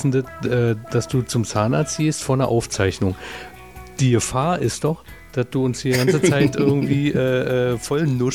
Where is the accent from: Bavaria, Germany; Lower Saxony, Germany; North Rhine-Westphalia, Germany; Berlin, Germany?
Berlin, Germany; obwohl als Berliner sagt man Berlinerisch. Also so kenne ich es.